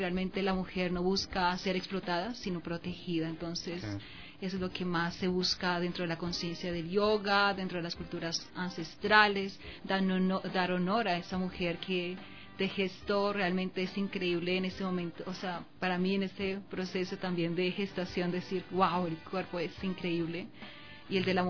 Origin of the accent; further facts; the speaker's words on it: Colombia; si considero que yo soy mujer, soy de Colombia